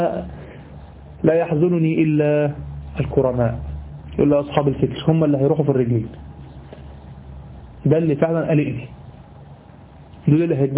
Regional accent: Egypt; في حاجة غريبة عندنا في مصر، في حاجة غريبة يعني

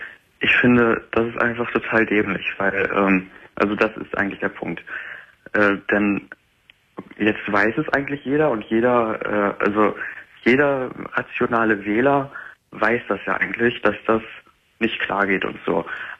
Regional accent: Lower Saxony, Germany; Ich bin jetzt niemand aus Heidenau. Ich komme aus Niedersachsen.

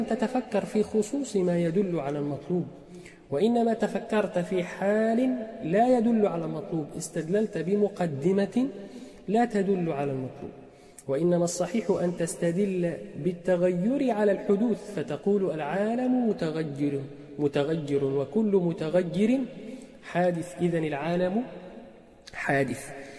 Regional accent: Egypt; accent: Egyptian colloquial; احنا في لهجتنا العامية المصرية نقول كلمة

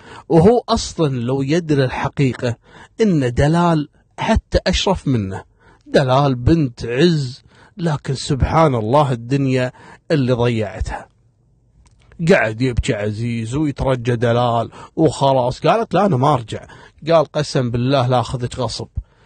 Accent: Kuwait; وتدخل كلية عندنا في الكويت، كلية التربية.

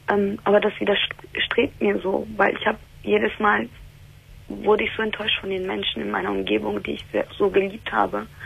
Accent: Turkey; Also, mein Problem ist, ich bin Türkin.

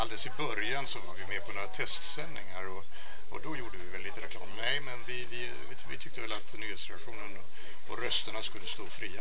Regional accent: Finland; jag är ju också finlandssvensk.

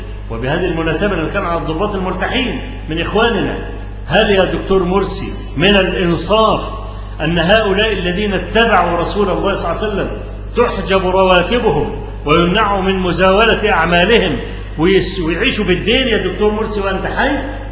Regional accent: Egypt; فكلامي مش لأني أنا مصري

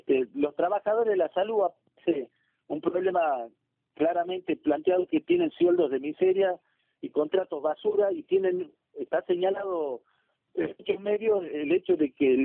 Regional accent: Salta, Argentina; Yo soy de Salta

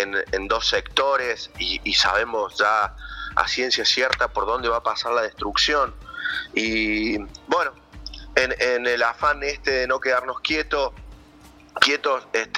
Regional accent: Cosquín, Córdoba, Argentina; born there; Yo soy nacido en Cosquín, tengo 44 años casi

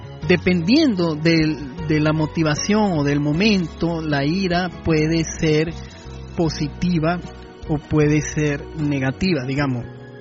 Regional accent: Dominican Republic; Soy dominicano a las arandelas.

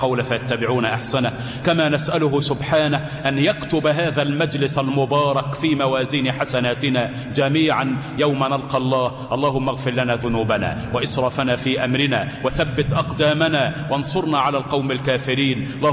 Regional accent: Egypt; واجعل بلدنا مصر آمنة

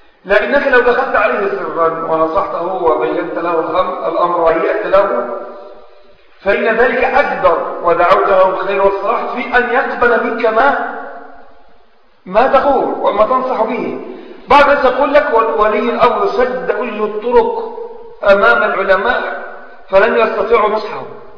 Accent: Egypt; أو الأمة عندنا في مصر وغيرها من البلاد منقسمة

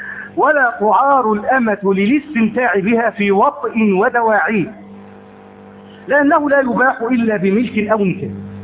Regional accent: Egypt; ليس عندنا إماء في مصر؟

